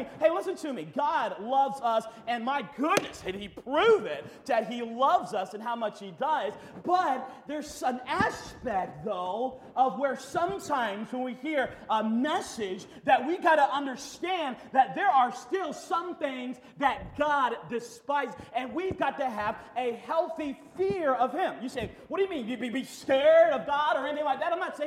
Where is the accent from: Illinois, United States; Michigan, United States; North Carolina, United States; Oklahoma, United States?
North Carolina, United States; well, I come from North Carolina.